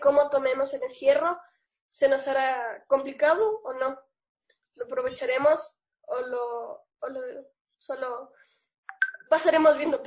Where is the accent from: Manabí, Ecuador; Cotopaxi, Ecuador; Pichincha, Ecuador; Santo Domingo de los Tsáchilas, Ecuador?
Pichincha, Ecuador; Quito; soy de Quito.